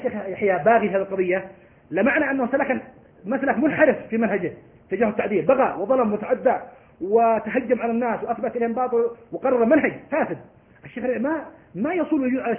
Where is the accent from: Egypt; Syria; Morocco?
Morocco; أنا مغربي سلفي.